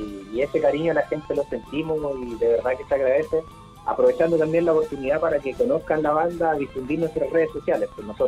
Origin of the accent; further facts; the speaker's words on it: Chile; y de allá somos también chilenos.